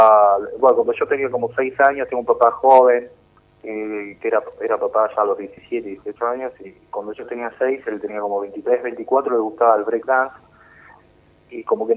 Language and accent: Spanish; Moreno, Buenos Aires Province, Argentina; Significa mucho porque yo soy de Moreno, primero que nada. Sé muy bien las necesidades de nuestros chicos en nuestros barrios, porque yo vengo de ahí